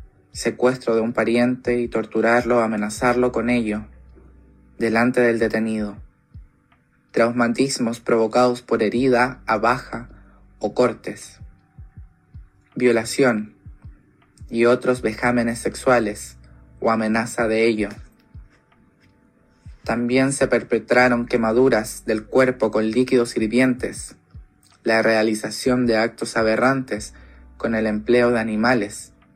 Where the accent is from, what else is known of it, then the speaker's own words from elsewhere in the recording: Chile; Como chilena que ha vivido el sistema educacional de este país